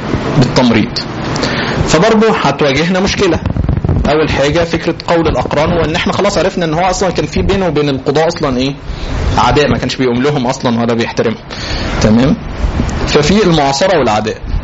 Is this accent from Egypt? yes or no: yes; Egypt; طبعا انت عارفين عاداتنا كمصريين تمام، نشتم بعضنا